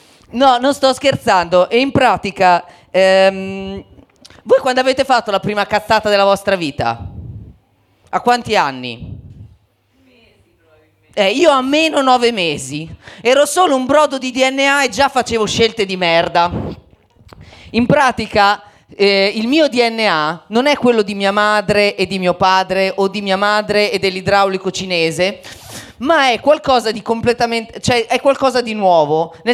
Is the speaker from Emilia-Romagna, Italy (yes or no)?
yes; Faenza, Emilia-Romagna, Italy; born there; io non sono nato a Milano, ma sono nato a Faenza.